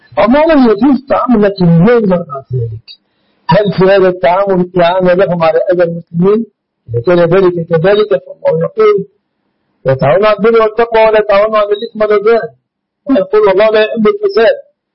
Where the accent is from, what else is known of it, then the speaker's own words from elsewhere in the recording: Egypt; النقوط في بلادنا مصر الإسلامي